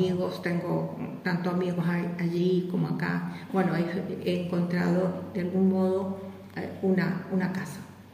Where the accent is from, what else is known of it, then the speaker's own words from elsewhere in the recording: Chile; moved away; also born or lived in Sweden; tuve que salir por las estas circunstancias políticas en mi país. Tuve que salir de Chile, estuve en Argentina 6 meses esperando el permiso de residencia en algún país de Europa.